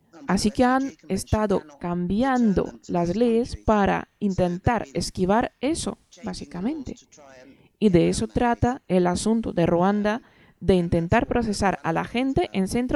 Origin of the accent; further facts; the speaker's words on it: Trinidad & Tobago; now in United Kingdom; alguien como yo, que soy migrante y vengo de Trinidad y Tobago, mi país fue colonizado por Inglaterra.